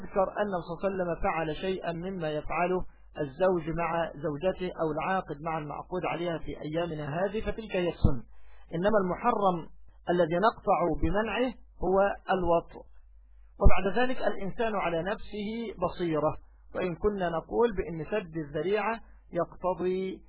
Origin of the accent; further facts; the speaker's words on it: Egypt; هذا أمر لا يستنكر سيما عندنا في مصر مثلا